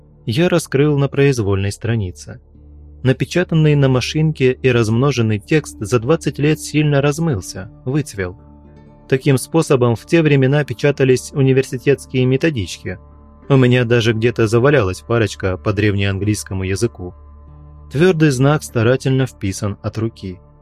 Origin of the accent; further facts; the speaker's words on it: Bryansk, Bryansk Oblast, Russia; Я родился в Брянске, живу здесь всю жизнь и люблю свой город.